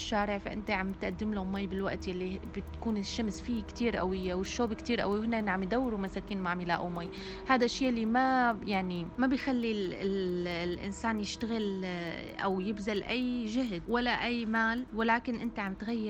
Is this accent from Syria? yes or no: yes; Syria; بدي أعطي مثال كوني أنا سورية وعم تابع الوضع عن كثب بسوريا